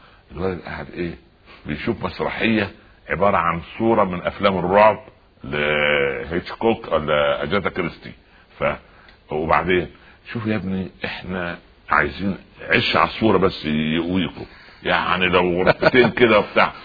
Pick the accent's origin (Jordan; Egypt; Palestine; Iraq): Egypt; تعودنا عليه كمصريين وعرب